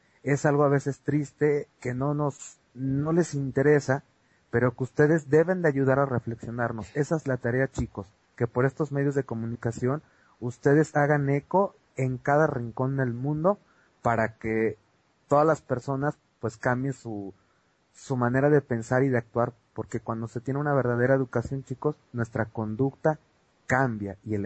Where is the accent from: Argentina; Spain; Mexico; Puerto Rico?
Mexico; todos los candidatos ahorita a presidentes en mi país, en México